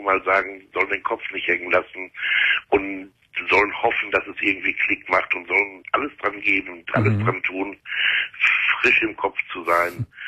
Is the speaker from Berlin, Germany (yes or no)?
no; Gelsenkirchen, North Rhine-Westphalia, Germany; Ich komme aus Gelsenkirchen und die Entgiftung hier, das sind nur 20 Plätze